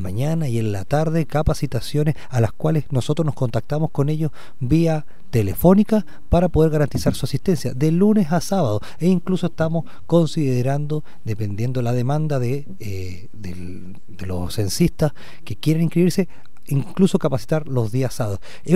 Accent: Los Lagos, Chile; Yo soy de Chiloé.

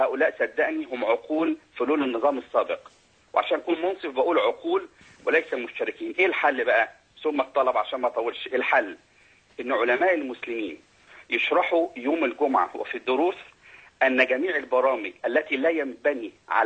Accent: Shubra, Cairo Governorate, Egypt; وأنا رجل اجتماعي أساسا من شبرا

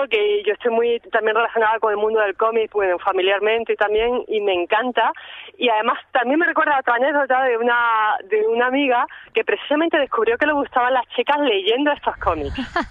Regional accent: Jaén, Andalusia, Spain; me fui a la biblioteca de Jaén, yo soy de una ciudad pequeña

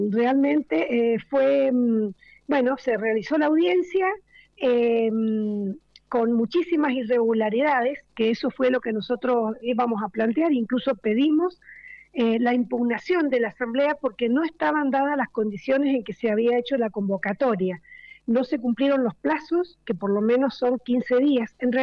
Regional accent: San Rafael, Mendoza, Argentina; Somos de San Rafael.

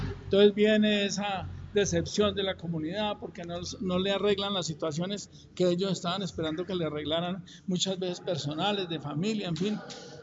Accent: Sibaté, Cundinamarca, Colombia; yo soy de Cibaté, pero acordémonos que Cibaté era una inspección de policía de Soacha cuando yo nací. Yo tenía como 9 años cuando surgió la independencia de Soacha de Cibaté.

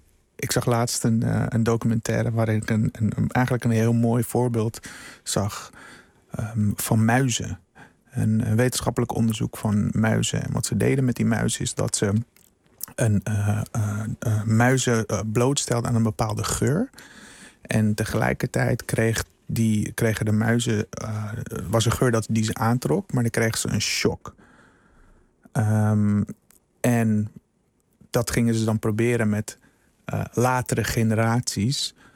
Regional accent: Curaçao; born there; Ik ben geboren op Curaçao. Mijn ouders komen allebei uit Suriname.

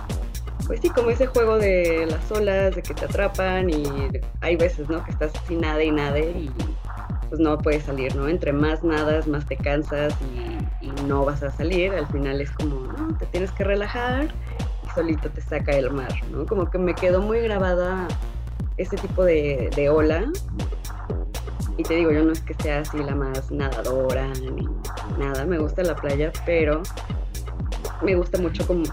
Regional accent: Mexico City, Mexico; yo vivo, o sea, yo soy bien chilanga, voy al mar cada puedo, está muy lejos.

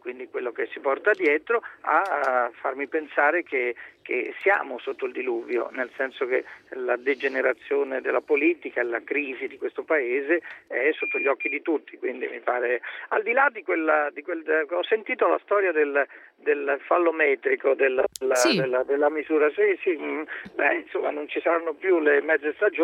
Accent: Florence, Tuscany, Italy; born there; A Firenze.

